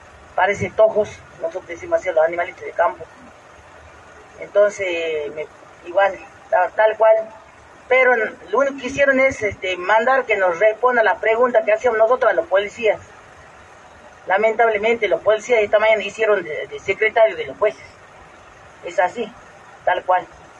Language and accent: Spanish; Jujuy, Argentina; ¿Y por qué nosotros no? ¿Que no somos argentinos?